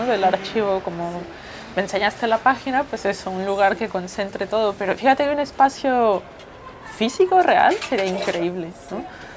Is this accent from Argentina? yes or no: no; Mexico City, Mexico; soy dominatrix profesional, vengo de la Ciudad de México, tengo 31 años